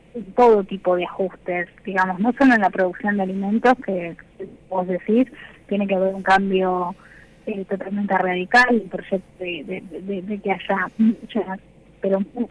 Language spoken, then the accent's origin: Spanish; Bahía Blanca, Buenos Aires Province, Argentina; yo soy de la provincia de Buenos Aires, soy de Bahía Blanca, pero a ver, los que somos de Bahía Blanca nos consideramos del sur.